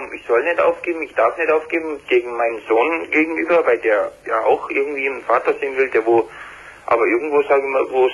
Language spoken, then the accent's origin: German; Kempten, Bavaria, Germany; Ich bin aus dem Allgäu.